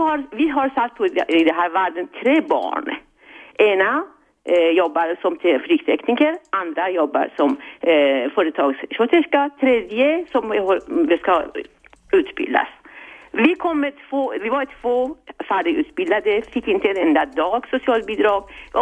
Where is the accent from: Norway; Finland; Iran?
Iran; Swedish is a second language; moved away as an adult; now in Sweden; Jag kom till Sverige för att jag valde komma hit under 70-talet. Jag strävade efter 13 års ålder för att komma till en paradis som heter ett socialdemokratiskt system som vi hade här i Sverige. Jag fick ett stipendium som en socionom från Iran